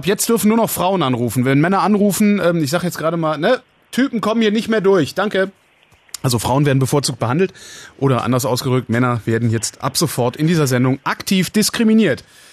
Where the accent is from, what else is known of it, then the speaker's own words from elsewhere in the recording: Berlin, Germany; Habe ich gerade gesagt, 19 aus Berlin.